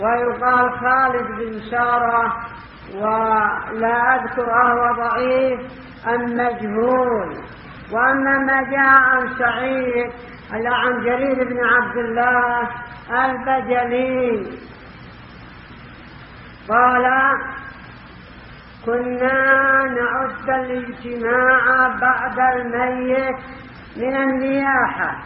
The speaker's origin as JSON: {"language": "Arabic", "country": "Yemen", "said": "ربما يشترون من الضيف عندنا في اليمن يكلفهم قدر مليون"}